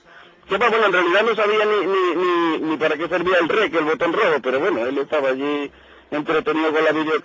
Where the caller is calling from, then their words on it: Marbella, Andalusia, Spain; Pues desde Málaga, desde Marbella.